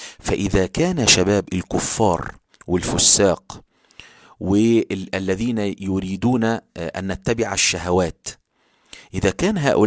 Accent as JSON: {"language": "Arabic", "country": "Egypt", "said": "وطبعا ده بيحصل في اوروبا وفي كل البلاد وبيحصل عندنا في مصر كمان"}